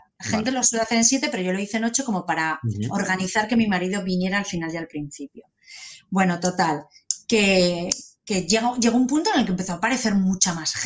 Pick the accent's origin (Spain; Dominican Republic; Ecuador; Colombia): Spain; Y le digo, ¿cómo saben que soy española?